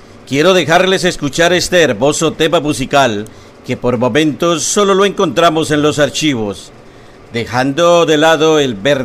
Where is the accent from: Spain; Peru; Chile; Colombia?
Colombia; El saludo desde el primer puerto fluvial de Colombia, Girardot. Sí, aquí en la ribera del río Grande de la Magdalena, o río Yuma